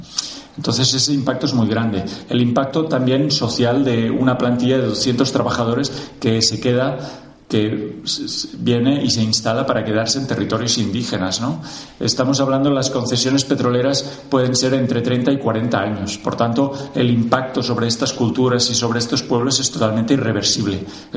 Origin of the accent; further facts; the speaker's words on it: Reus, Catalonia, Spain; yo soy de Reus, puedo decir que soy también un afectado de Repsol, ¿eh? Desde que nací veía esas chimeneas de la petroquímica ardiendo.